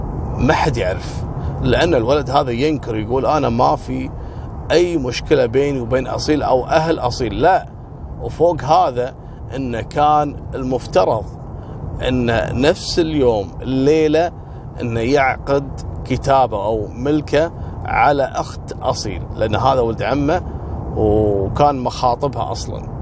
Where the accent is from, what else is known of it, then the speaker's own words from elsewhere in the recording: Kuwait; عندنا بالكويت